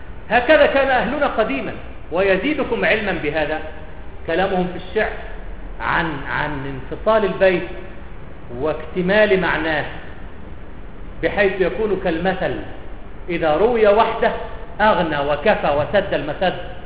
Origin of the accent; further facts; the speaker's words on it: Cairo, Cairo Governorate, Egypt; لا القاهرة، أنا من أهل القاهرة وأتعصب لها، أتعصب للقاهرة.